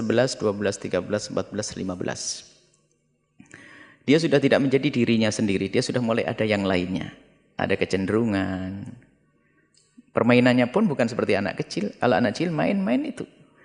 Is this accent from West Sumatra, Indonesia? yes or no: no; East Java, Indonesia; Coba kalau ketemu, saya orang Jawa Timur.